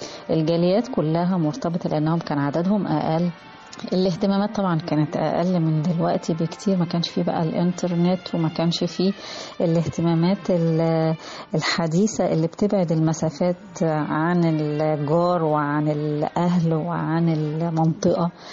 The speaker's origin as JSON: {"language": "Arabic", "country": "Egypt", "said": "بيضيف لي كإنسانة معنى، بيضيف لي كمصرية قامة."}